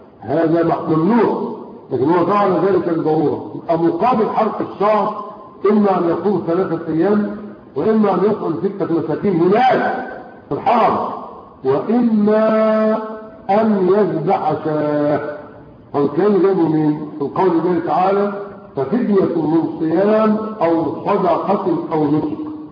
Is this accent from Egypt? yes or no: yes; Egypt; ومن الاخطاء اللغوية عندنا في مصر يقول لك ايه؟